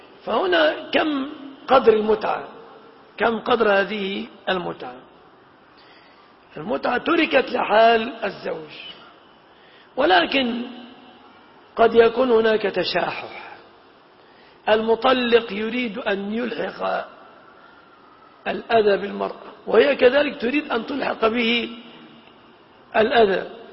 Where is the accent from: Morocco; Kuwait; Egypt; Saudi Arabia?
Egypt; وقد سبق أن المهر في بلادنا مصر يتمثل في هذه الأشياء 3 في الغالب